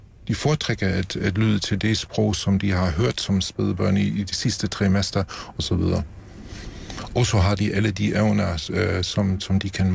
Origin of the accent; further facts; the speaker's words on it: Germany; Danish is a second language; Det gælder også mig som tysker, at vi har bibeholdt vores evner